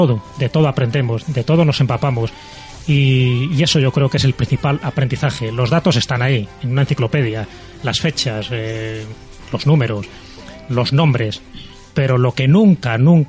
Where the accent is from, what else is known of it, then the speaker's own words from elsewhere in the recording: Castile and León, Spain; Yo, aparte de mi tierra leonesa